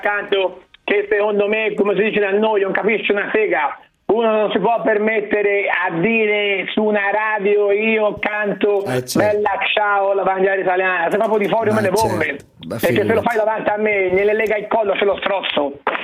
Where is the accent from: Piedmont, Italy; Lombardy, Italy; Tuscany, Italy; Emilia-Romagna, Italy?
Emilia-Romagna, Italy; Predappio; Perché io vengo da Predappio.